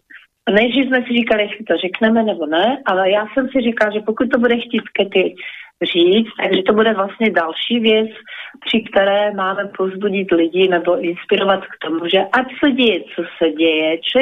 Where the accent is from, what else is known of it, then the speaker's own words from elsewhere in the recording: Slovakia; Czech is a second language; A i když jsem Slovenka, tak to ráda používám, protože se mi to líbí.